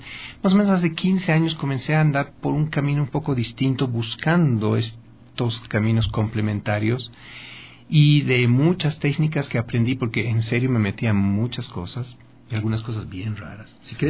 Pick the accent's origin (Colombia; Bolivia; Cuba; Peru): Bolivia; now in Ecuador; Pero, ¿cómo soy boliviano? Somos Comunidad Andina de Naciones, es todo.